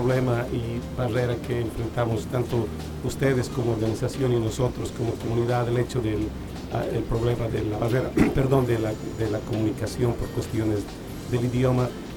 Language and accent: Spanish; Bolivia; Bolivia, yo soy de Bolivia